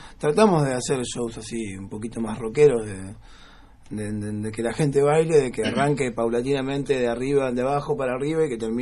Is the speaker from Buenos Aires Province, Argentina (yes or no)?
yes; Buenos Aires Province, Argentina; yo le doy más bola a lo de Capital, siendo del sur, vengo a ver bandas de Capital